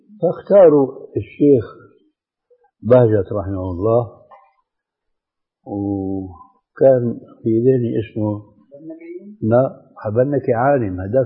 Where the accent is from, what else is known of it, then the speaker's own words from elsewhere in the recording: Damascus, Damascus Governorate, Syria; المهم كان عندنا في دمشق شيخ فاضل